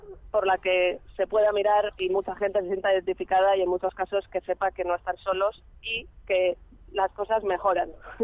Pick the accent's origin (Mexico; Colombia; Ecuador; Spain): Spain; Madrid, Community of Madrid; moved away as an adult; also born or lived in London; las dos somos madrileñas, y las dos, a los 18 años, nos mudamos respectivamente, ella a Berlín y yo a Londres. Y allí, pues yo he vivido 5 años en Londres